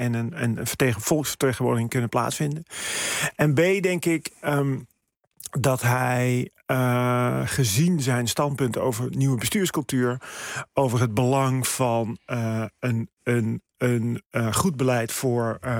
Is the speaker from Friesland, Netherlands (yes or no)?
no; Amsterdam, North Holland, Netherlands; Ik ben een Amsterdammer